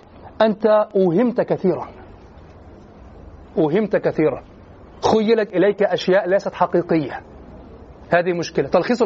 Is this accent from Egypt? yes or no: yes; Egypt; عندنا في مصر بدعة الدرس الأسبوعي